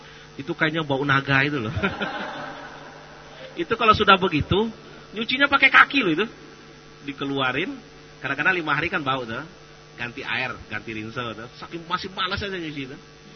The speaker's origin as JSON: {"language": "Indonesian", "region": "Sumatra", "country": "Indonesia", "said": "Di beberapa daerah, mungkin di daerah saya juga begitu di Sumatera ya."}